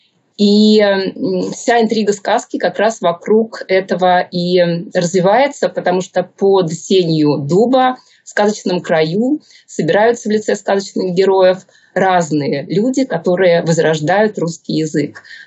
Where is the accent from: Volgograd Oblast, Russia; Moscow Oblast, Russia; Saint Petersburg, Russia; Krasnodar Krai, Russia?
Saint Petersburg, Russia; Я и родилась в Петербурге, и училась там, и прожила.